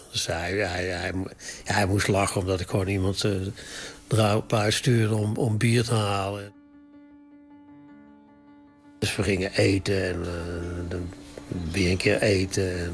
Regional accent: North Brabant, Netherlands; Ik ben uit Brabant en mijn achtergrond is allemaal wel bekend.

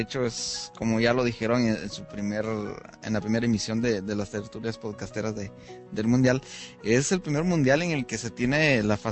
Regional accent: Guatemala; now in United States; yo soy guatemalteco y aunque mi selección no está en el mundial, vivo en Estados Unidos

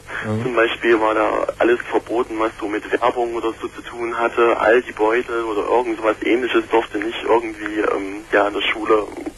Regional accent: East Germany, Germany; Ja, so wie gesagt, ich bin aus Ostdeutschland, beziehungsweise Ex-Ostdeutschland.

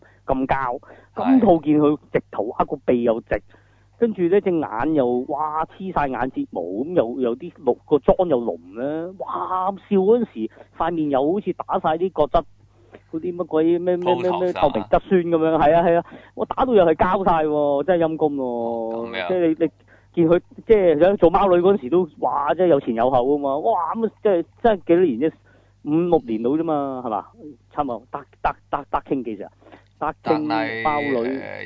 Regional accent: Hong Kong; 如果我哋香港人見，就更加真係，我覺得幾趕客嘅

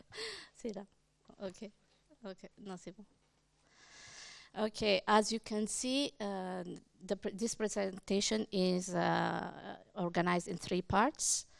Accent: Ethiopia; English is a second language; I am originally from Ethiopia. I did part of my studies in Canada at York University

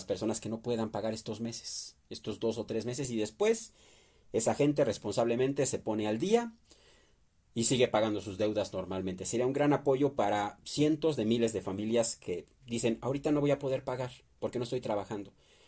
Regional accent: Mexico; Somos mexicanos y queremos apoyar a México.

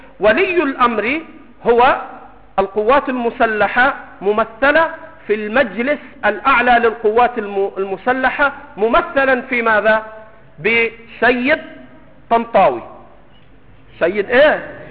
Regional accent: Egypt; سمك الأراميط عندنا في مصر سمك عليه دهن

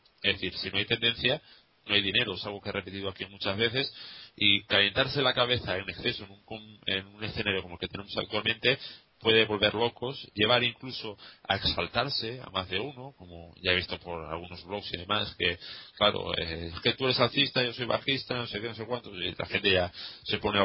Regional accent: Valencia, Valencian Community, Spain; porque soy de Valencia, ¿verdad?

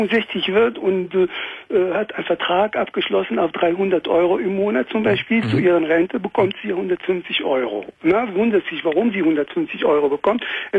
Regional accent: France; German is a second language; now in Germany; ich komme aus Frankreich, ne?

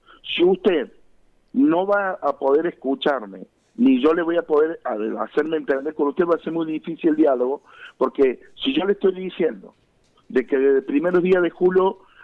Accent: Córdoba, Argentina; como cualquier vecino que soy nacido de esta provincia y de este departamento, que soy nacido en Punilla

